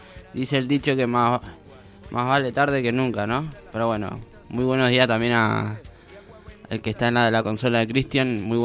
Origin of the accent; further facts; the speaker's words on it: Argentina; Yo, como hijo de paraguayo, o paraguaya mejor dicho, mi vieja que es paraguaya, soy argentino pero con sangre paraguaya.